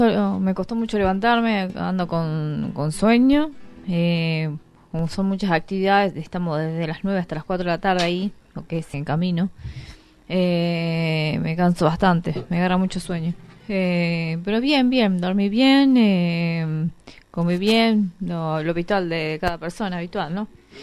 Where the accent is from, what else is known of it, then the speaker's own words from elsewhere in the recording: Casilda, Santa Fe, Argentina; Y vengo de Casilda, Santa Fe, Caseros.